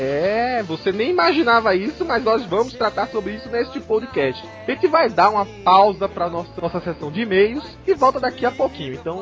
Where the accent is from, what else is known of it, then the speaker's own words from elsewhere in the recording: Pernambuco, Brazil; E a minha terra, juntinho lá.